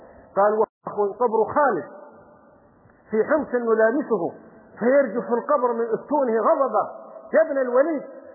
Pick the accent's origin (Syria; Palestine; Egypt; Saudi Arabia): Saudi Arabia; يقولوا في بلدة عندنا في السعودية كان ينبهون على الناس